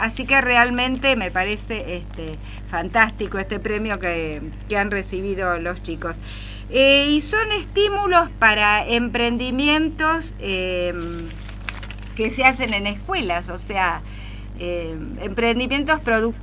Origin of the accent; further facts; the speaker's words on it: Argentina; esto realmente me pone muy contenta como argentina